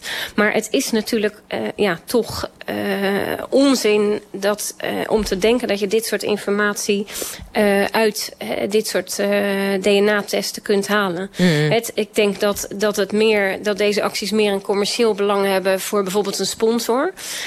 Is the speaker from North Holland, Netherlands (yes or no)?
no; Rotterdam, South Holland, Netherlands; ik als Rotterdammer, maar ook als Feyenoord-fan